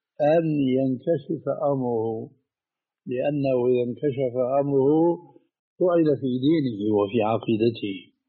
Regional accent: Damascus, Damascus Governorate, Syria; هذه كانت تستعمل عندنا في دمشق

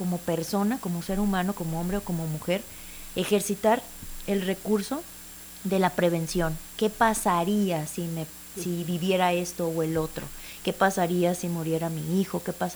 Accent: Mexico; nosotros como mexicanos y una cultura que tenemos como muy común es cerrar los ojos, no prepararnos

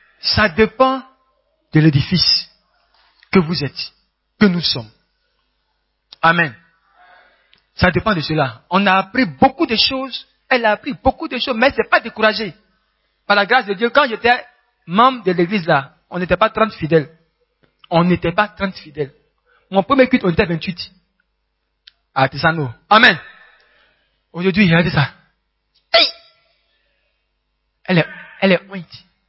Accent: Gabon; Moi, je suis Gabonais.

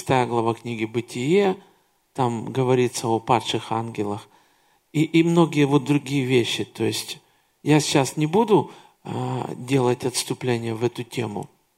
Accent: Kyiv, Ukraine; Но я родился и вырос в Киеве. И в Киеве очень много таких зданий.

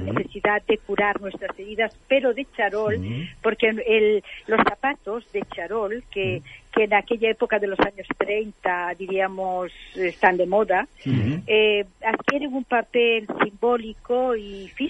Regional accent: Castile and León, Spain; Pero la quería ambientar en el Bierzo, porque era como un homenaje a mi tierra

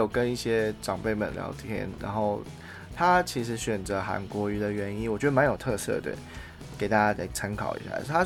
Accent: Taiwan; 虽然我们从小就是在台湾长大嘛

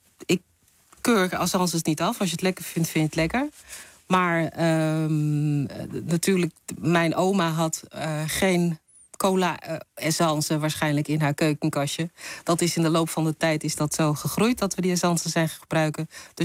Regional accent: Netherlands; accent: Surinamese; dan komt mijn Surinaamse accent meer naar boven

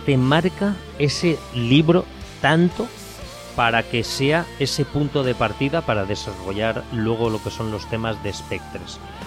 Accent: Valencian Community, Spain; Aunque yo soy valenciano

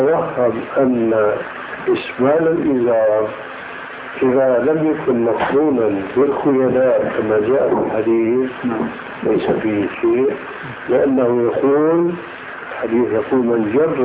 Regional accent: Syria; أيأتي المثل العام عندنا في سوريا، هذا الميت لا يستحق هذا العزاء.

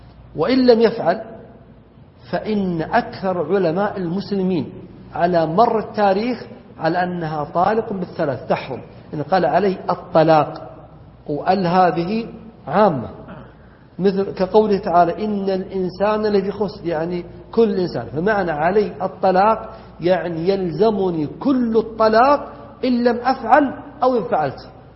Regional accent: Najd, Saudi Arabia; عندنا في نجد تقول المرأة أبونا جاء وتقصد يعني عيالها

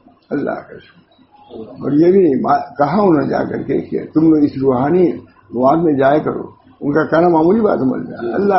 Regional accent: Allahabad, Uttar Pradesh, India; میں الہ آباد کا ہوں

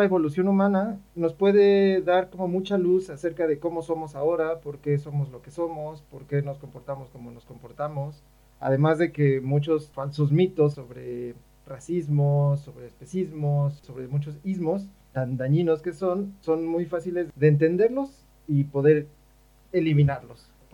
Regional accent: Mexico; yo soy antropólogo físico de México, de la Escuela Nacional de Antropología e Historia.

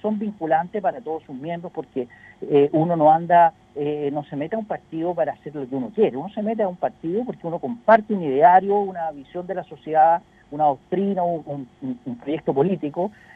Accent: Chile; Como chilenos estamos llamados a un momento histórico

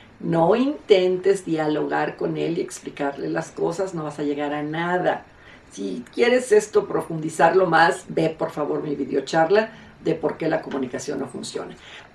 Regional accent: Mexico; Aquí en mi país, en México, antiguamente nos casábamos

